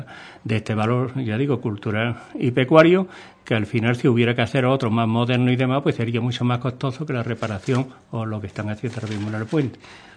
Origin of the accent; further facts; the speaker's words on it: Andalusia, Spain; pero que somos los gaditanos en general los que le hemos quitado.